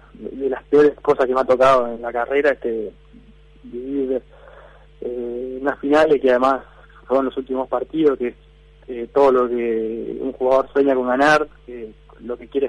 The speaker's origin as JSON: {"language": "Spanish", "country": "Uruguay", "said": "yo soy jugador vasco, pero soy uruguayo."}